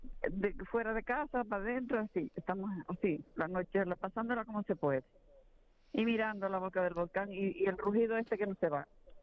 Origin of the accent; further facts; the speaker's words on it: El Paraíso, Canary Islands, Spain; Sí. Yo soy del Paraíso.